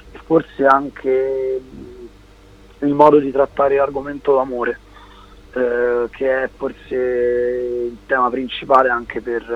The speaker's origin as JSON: {"language": "Italian", "town": "Rome", "region": "Lazio", "country": "Italy", "said": "siamo entrambi di Roma e quindi, come tutti i cantautori romani"}